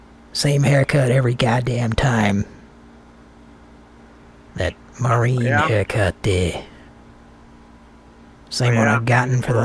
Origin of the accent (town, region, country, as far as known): Ohio, United States